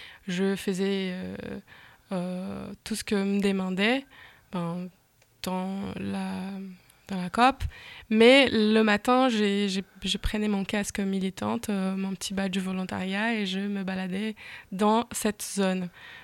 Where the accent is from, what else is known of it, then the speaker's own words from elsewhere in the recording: Belém, Pará, Brazil; French is a second language; Je viens de Belém. C'est ma ville natale, je suis née, j'étais élevée, je fais mes études, donc je connais bien cette ville